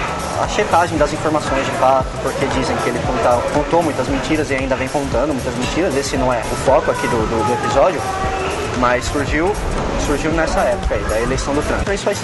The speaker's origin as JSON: {"language": "Portuguese", "region": "São Paulo", "country": "Brazil", "said": "E sempre lembrando que a gente é de São Paulo"}